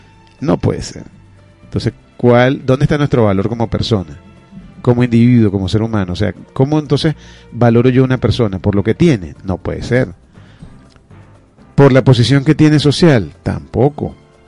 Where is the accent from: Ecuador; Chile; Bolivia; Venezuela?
Venezuela; no solamente somos ciudadanos de Venezuela, sino también somos ciudadanos del mundo.